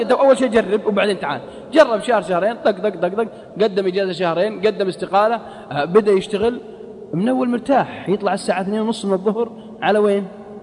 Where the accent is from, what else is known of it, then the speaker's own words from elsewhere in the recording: Al-Qassim, Saudi Arabia; accent: Qassimi; على لهجتنا القصيم